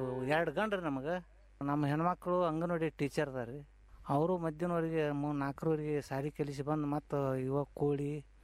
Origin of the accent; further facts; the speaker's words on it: Jamkhandi, Karnataka, India; ನಮ್ಮದು ಜಮಖಂಡಿ ತಾಲೂಕು ರೀ ಅದು, ತುಂಗಳ ಕಡೆ ಹಳ್ಳಿ.